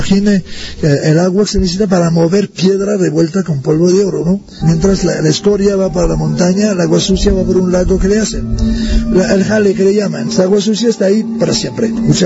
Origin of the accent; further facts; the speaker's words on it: Canada; tengo 72 años, vengo de Canadá y soy profesor de antropología jubilado.